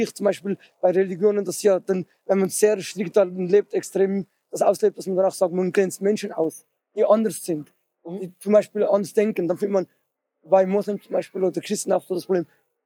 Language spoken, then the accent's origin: German; Switzerland; Kommen wir aus der Schweiz.